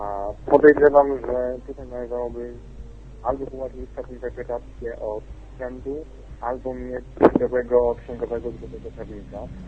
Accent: Warsaw, Masovian Voivodeship, Poland; Ale jestem z Warszawy.

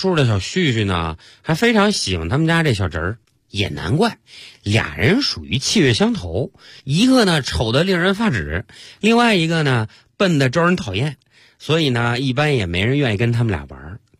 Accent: China

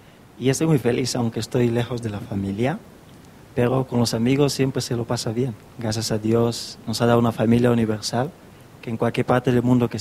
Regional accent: Equatorial Guinea; now in Spain; Yo vengo de Guinea Ecuatorial, de África, pero ahora que estoy aquí, vengo directamente de España, no vengo de mi país. Y estoy aquí estudiando.

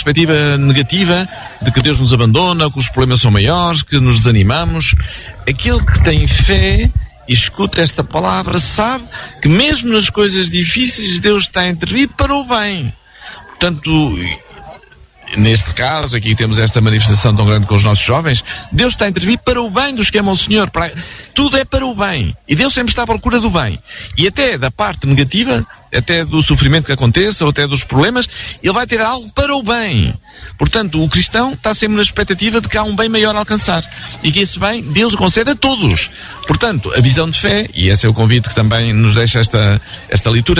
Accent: Portugal; não só porque somos portugueses

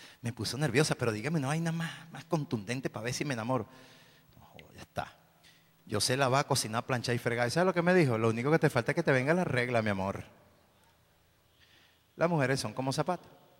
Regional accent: Caracas, Capital District, Venezuela; Yo en el barrio, yo soy de La Vega, en el barrio mío había una muchacha que me gustaba mucho hace tiempo.

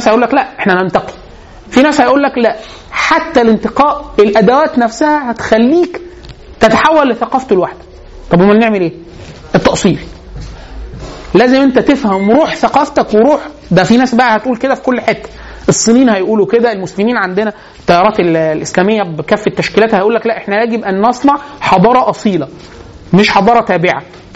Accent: Egypt; ده حتى مش الالم بتاعنا كمصري

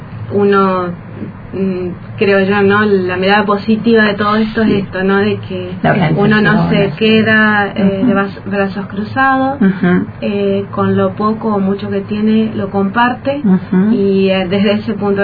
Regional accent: Paraná, Entre Ríos, Argentina; Sí, soy de Entre Ríos, soy de Paraná.

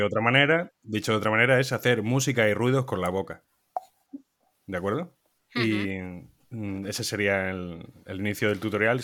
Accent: Montijo, Extremadura, Spain; now in Madrid, Spain; en directo desde Madrid, conectando con Montijo, mi pueblo

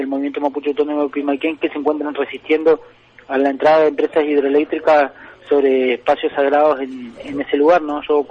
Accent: Cushamen, Chubut, Argentina; del allanamiento que hubo en mi tierra, en Cusamapu, o Cusamen

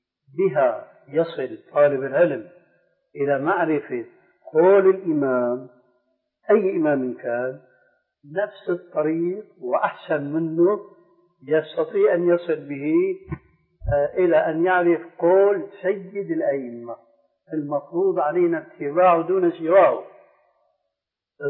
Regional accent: Damascus, Damascus Governorate, Syria; هناك عندنا في دمشق

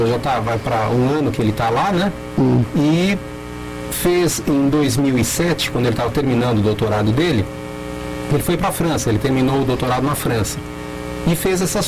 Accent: São Paulo, Brazil; Eu sou originalmente de São Paulo.

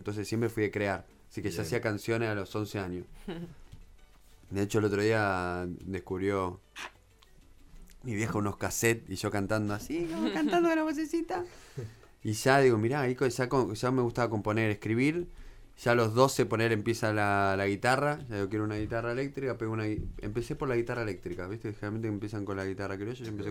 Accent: Buenos Aires, Argentina; nací en Buenos Aires, capital, porteño full, toda mi familia porteña

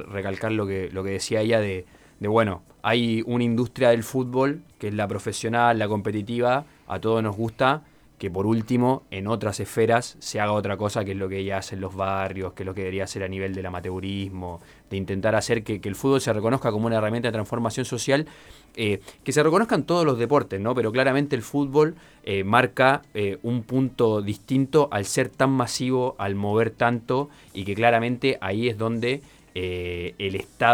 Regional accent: Chile; Y que por lo menos yo que vengo de Chile

